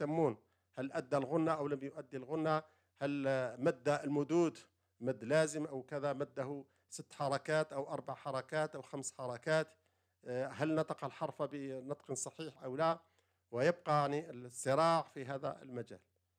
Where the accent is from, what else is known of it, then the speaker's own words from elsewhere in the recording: Algeria; عندنا في الجزائر، المذهب المالكي في الجزائر